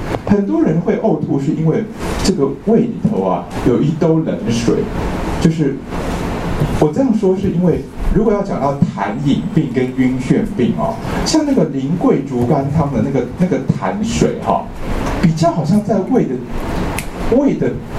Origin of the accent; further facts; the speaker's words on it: China; 我们中国人半夏都习惯去经过泡制